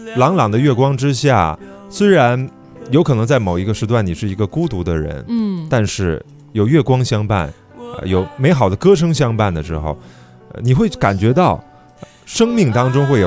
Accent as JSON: {"language": "Chinese", "country": "China", "said": "因为我们中国人总说啊，这个画龙画虎难画骨"}